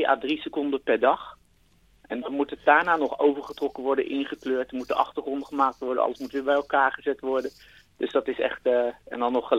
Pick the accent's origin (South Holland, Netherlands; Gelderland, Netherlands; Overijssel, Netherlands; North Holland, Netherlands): South Holland, Netherlands; Delft; Ja, ik kom uit Delft. Ja. Dus mijn compagnon die komt uit Rotterdam. We hebben in Rotterdam gestudeerd en zijn daar een studio begonnen.